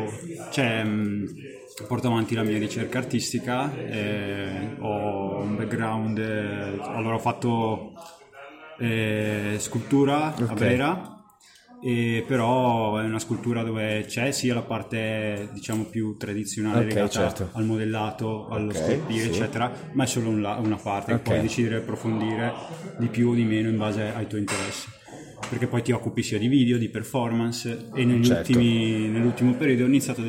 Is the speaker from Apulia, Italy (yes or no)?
no; Lumezzane, Lombardy, Italy; Io sono di Brescia, Lomezzane in realtà.